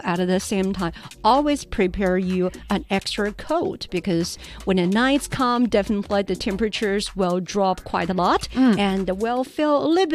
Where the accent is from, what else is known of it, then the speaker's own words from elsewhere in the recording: Sichuan, China; because my hometown is in Sichuan